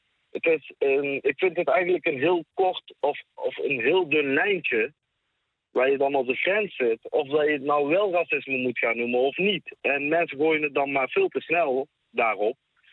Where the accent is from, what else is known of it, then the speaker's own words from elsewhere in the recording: Tilburg, North Brabant, Netherlands; Ja, ik ben in Nederland geboren, ik ben zelf Tilburger.